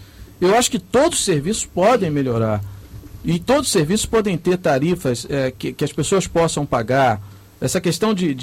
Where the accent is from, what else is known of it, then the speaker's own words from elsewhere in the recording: Rio de Janeiro, Brazil; born there; eu já estou indo aí para os meus 50 anos, mas eu ando de trem há muitos anos. Eu nasci na Baixada Fluminense e vi ao longo desses 50 anos as mudanças que houveram, por exemplo, no transporte ferroviário aqui no Rio de Janeiro.